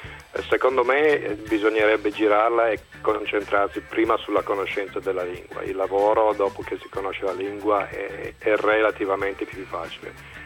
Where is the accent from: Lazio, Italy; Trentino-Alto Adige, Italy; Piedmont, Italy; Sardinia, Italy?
Piedmont, Italy; Borgo San Dalmazzo; moved away as an adult; also born or lived in England; Io sono partito da Borgo San Dalmazzo, provincia di Cuneo, sono cresciuto lì, poi a 19 anni sono andato a studiare in Inghilterra all'università, mi è piaciuta un sacco, quindi sono rimasto lì in Inghilterra per 10 anni